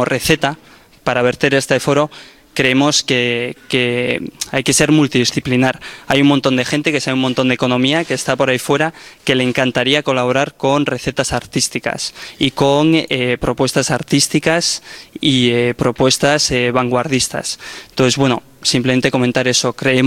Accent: Bilbao, Basque Country, Spain; Yo vengo de Bilbao, como por aquí un compañero

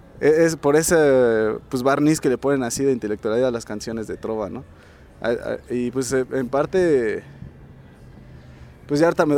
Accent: State of Mexico, Mexico; al menos en las escuelas del Estado de México estamos muy mal, o sea, yo soy del Estado de México

